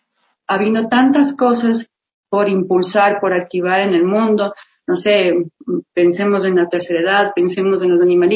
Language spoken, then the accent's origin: Spanish; Baños de Agua Santa, Tungurahua, Ecuador; also born or lived in Argentina; now in Quito, Ecuador; yo soy de Baños de Agua Santa, y allá yo vengo acá, mi querido Quito maravilloso, ya 12 años de acá, y estudié pues en Argentina, en Bellas Artes, ahí realización audiovisual.